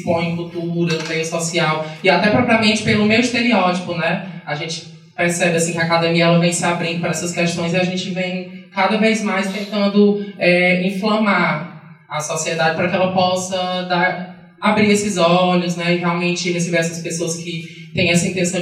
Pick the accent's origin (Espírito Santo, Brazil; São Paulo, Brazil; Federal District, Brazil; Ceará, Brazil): Ceará, Brazil; Sobral; eu sou estudante do curso de pedagogia lá da Estadual do Ceará, lá em Sobral, né, eu sou de Sobral, Ceará